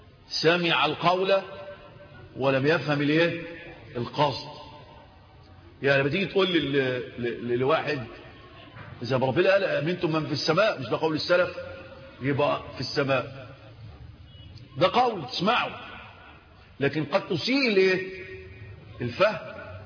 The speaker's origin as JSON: {"language": "Arabic", "country": "Egypt", "said": "في الدلتا عندنا في مصر"}